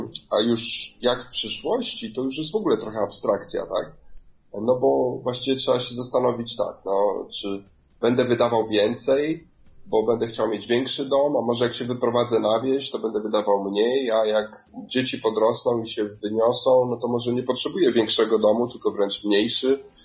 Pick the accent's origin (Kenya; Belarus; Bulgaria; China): Kenya; pochodzę częściowo z Kenii, więc to jest, powiedzmy, można powiedzieć, moja baza